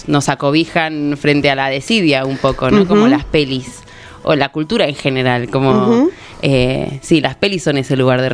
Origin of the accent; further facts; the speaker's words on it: San Miguel, Buenos Aires Province, Argentina; No, soy de San Miguel, pero bueno, a Necochea como fui desde la panza.